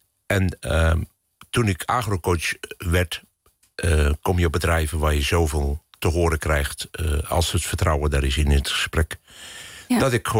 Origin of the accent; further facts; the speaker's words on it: Langerak, South Holland, Netherlands; Mijn leven is begonnen aan de rivier in een klein dorpje in Langerak, in de Albelse Waard. En daar heb ik goede herinneringen aan. En je mag opgroeien op een boerderij.